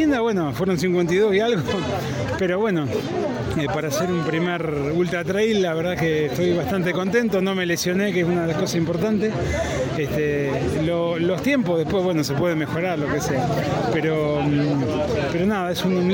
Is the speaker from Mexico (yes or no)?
no; Rosario, Santa Fe, Argentina; Hola, hola, yo vengo de Rosario.